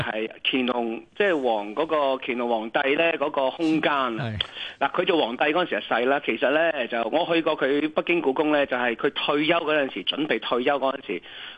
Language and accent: Cantonese; Hong Kong; 我哋香港人